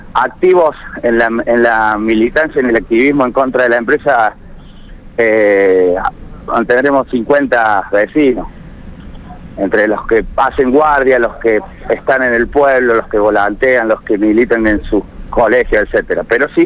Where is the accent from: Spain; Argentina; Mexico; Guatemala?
Argentina; Córdoba; yo vivo, o sea, vivo 5 minutos de Malvinas, ¿no? Un pueblo que está muy cerca, no soy vecino precisamente de Malvinas, soy de un barrio de Córdoba, pero estoy muy cerca de ellos.